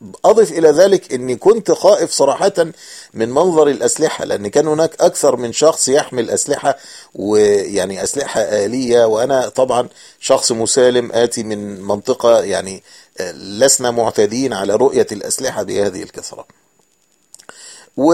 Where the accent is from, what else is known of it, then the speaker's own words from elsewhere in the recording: Egypt; فلاحظوا أن لهجتي أو شكلي يعني مختلفا عن بقية الركاب، فسألوني من أين أنا، فأخبرتهم أني مصري